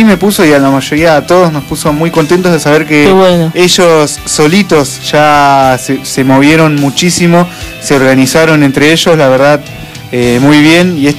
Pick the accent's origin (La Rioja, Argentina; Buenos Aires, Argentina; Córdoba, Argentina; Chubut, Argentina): Buenos Aires, Argentina; Derqui; Los referentes, yo que soy de otro lado, ¿no? Soy de Derqui.